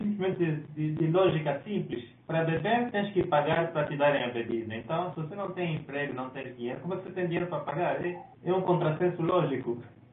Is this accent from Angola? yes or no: yes; Angola; eu sou angolano